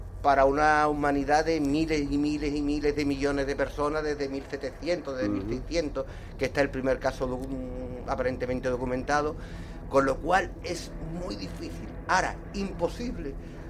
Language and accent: Spanish; Andalusia, Spain; Bueno, soy andaluz, soy de aquí, tenemos temperamento.